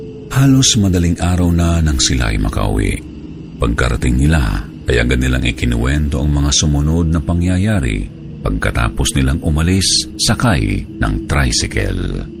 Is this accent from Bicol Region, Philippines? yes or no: yes; Bicol Region, Philippines; 21 taong gulang. Ako ay taga-Albay, Bicol.